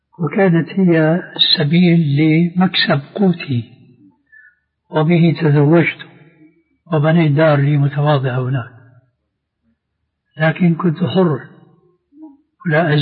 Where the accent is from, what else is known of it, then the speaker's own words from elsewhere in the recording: Syria; وبلطو سيرة أيضا يقولون عندنا في الشام